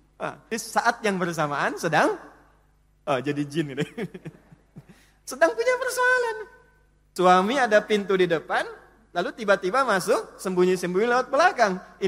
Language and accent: Indonesian; Indonesia